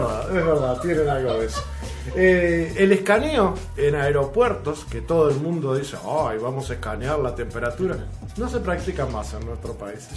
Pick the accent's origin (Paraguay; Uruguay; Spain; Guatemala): Uruguay; no nos toca a nosotros que somos europeos, a los uruguayos